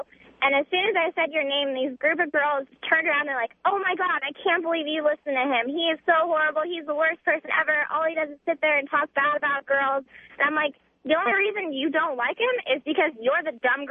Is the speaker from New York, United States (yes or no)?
no; California, United States; Where am I from? California. Somewhere that you're not.